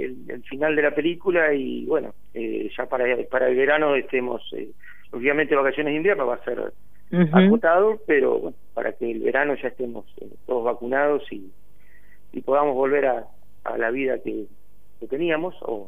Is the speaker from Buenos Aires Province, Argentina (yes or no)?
yes; Tandil, Buenos Aires Province, Argentina; nosotros que somos de Tandil sabemos de qué se trata, que es una ciudad con mucho aire libre, con muchos espacios abiertos.